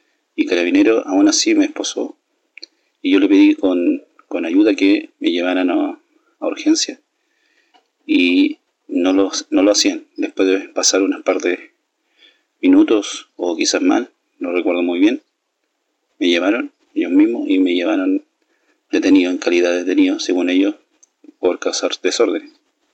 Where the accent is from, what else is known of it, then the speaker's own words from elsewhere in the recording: Temuco, Araucanía, Chile; soy de Temuco, de la nueva región de la Araucanía de Chile. Tengo 37 años